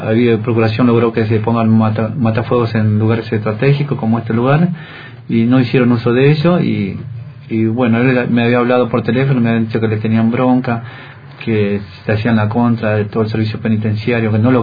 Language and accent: Spanish; Buenos Aires, Argentina; also born or lived in Jujuy; Nosotros somos de Buenos Aires, somos nacidos en Jujuy, pero estamos viviendo en Buenos Aires, estamos viviendo ahora, más precisamente en Bajo Flores, en la mediación de la Villa 1114.